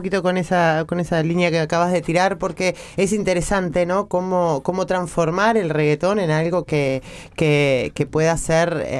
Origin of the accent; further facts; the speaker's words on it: Las Toscas, Canelones, Uruguay; Las Toscas soy yo, sí.